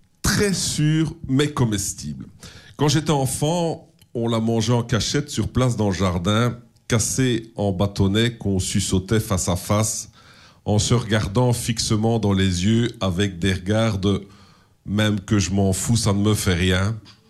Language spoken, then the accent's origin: French; Belgium; Chez nous, en Belgique, à la place, on a la rhubarbe qui peut atteindre jusqu'à 1 mètre de hauteur.